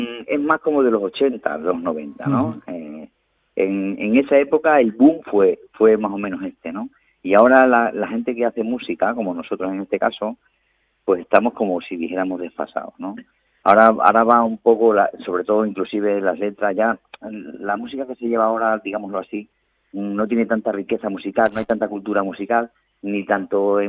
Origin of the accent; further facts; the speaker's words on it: Torrejoncillo, Extremadura, Spain; Nosotros somos de Torrejoncillo, pero hemos vivido en Valdencín, que como te dije antes es donde ensayamos, una pedanía de Torrejoncillo, un pueblo pedáneo.